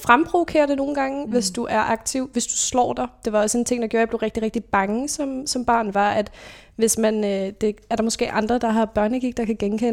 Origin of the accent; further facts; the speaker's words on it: Roskilde, Zealand, Denmark; Jeg kommer fra Roskilde, født og opvokset der, og er i en familie med to andre søskende. Der er 5 og 10 år mellem os, så jeg er den mindste. Og der er jeg vokset op i sådan lidt forstadsliv, vitterligt, altså bil, vorse og villa.